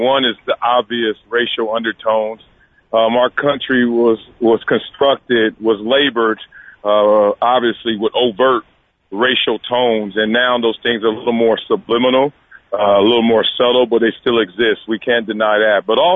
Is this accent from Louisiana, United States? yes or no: no; Compton, California, United States; I grew up in Compton, California